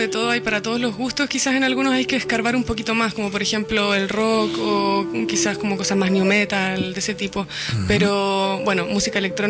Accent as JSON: {"language": "Spanish", "country": "Chile", "lives_now": "Berlin, Germany"}